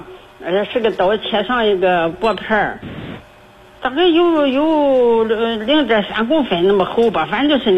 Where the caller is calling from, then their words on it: Weifang, Shandong, China; 我是潍坊的。